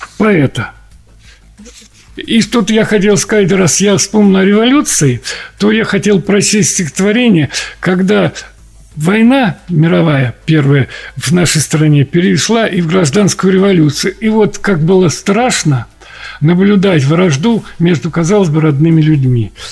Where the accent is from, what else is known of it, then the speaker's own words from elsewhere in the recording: Moscow, Russia; born there; потому что я родился в Москве